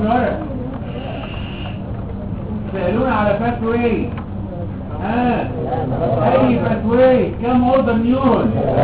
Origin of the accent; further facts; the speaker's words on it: Egypt; واول ما فتحوا الارسال عندنا في مصر